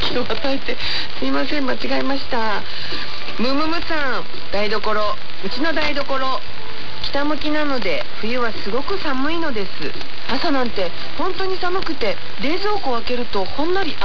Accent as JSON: {"language": "Japanese", "region": "Ehime", "country": "Japan", "tie": "born or raised there", "said": "ちょっと南国育ちの、愛媛育ちの私には想像ができませんけど"}